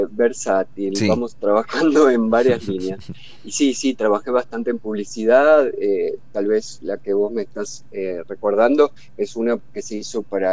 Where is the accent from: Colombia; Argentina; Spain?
Argentina; Zárate, Buenos Aires Province; yo soy de Zárate, que es una ciudad hacia el norte de la provincia de Buenos Aires